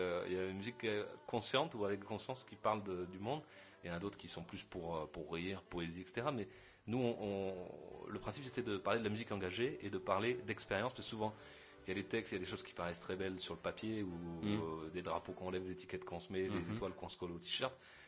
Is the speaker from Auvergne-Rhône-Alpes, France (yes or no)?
no; Perpignan, Occitanie, France; Non, en fait, même pas, je suis de Perpignan, ouais.